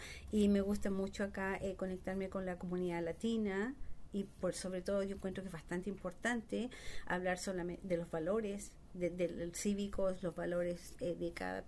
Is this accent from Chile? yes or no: yes; Chile; moved away as an adult; Ajá. Originalmente yo soy de Chile. Vine acá hace como 20 años, 25 años.